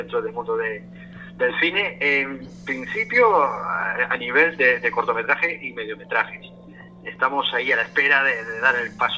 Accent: Region of Murcia, Spain; yo veía que en la región de Murcia, de donde yo soy, no había ningún programa dedicado a eso.

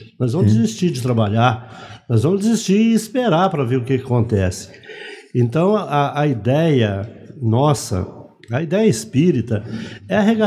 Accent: Minas Gerais, Brazil; Sou mineiro.

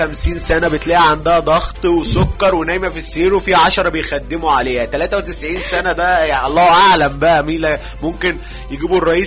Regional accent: Egypt; بس انا عندنا في مصر حصلت مظاهرة اغرب من كده

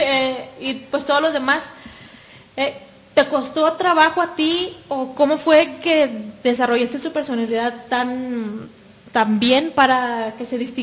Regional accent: Monterrey, Nuevo León, Mexico; now in Guadalajara, Mexico; Yo vengo de Monterrey y tengo poco viviendo aquí en Guadalajara.

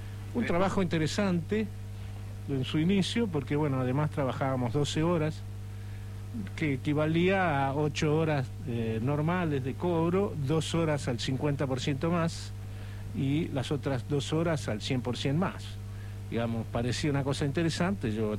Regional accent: San Fernando, Buenos Aires Province, Argentina; yo soy de San Fernando, nacido y criado aquí.

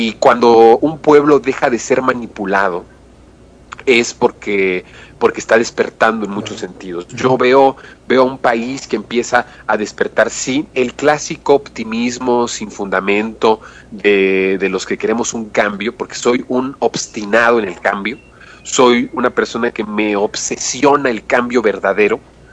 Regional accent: Mexico; porque somos mexicanos todos y somos hermanos.

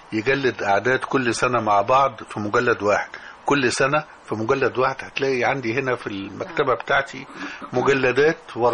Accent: Damanhur, Beheira, Egypt; كل دي أحياء موجودة في دمنهور، وأنا كنت من شبرا بالمناسبة. فاتولدت في هذا الجو

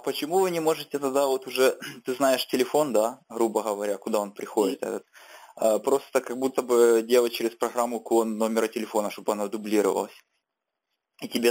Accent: Kyiv, Ukraine; А, я с Киева.

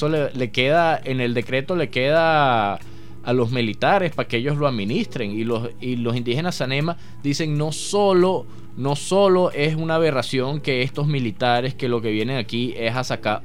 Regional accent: Venezuela; Para empezar, somos venezolanos

